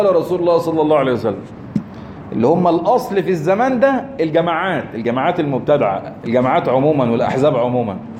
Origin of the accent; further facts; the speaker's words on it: Egypt; عندنا في مصر هنا